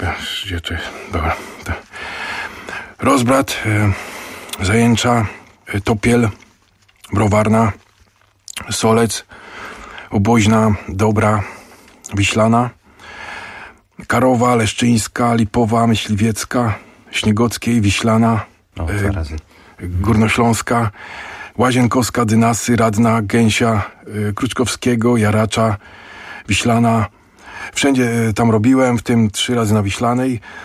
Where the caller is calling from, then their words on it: Masovian Voivodeship, Poland; jestem tutaj z Powiśla.